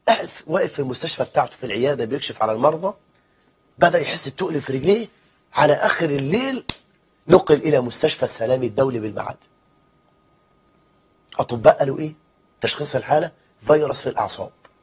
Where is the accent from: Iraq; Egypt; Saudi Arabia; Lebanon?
Egypt; ده إحنا عندنا في مصر 9 مليون امرأة مطلقة، و9 مليون بنت لم تتزوج